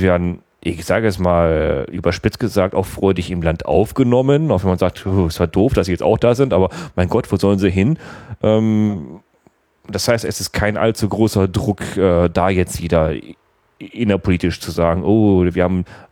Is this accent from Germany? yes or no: yes; Germany; komm, wir Deutschen, wir stellen uns natürlich ziemlich